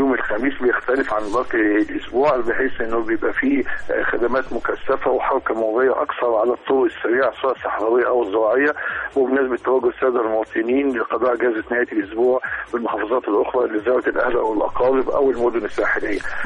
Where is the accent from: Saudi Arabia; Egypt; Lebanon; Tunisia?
Egypt; واللي احنا بنعاني منها كمصريين